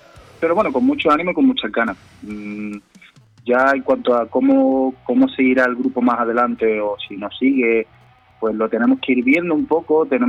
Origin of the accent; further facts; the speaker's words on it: Andalusia, Spain; todos somos de aquí, de Andalucía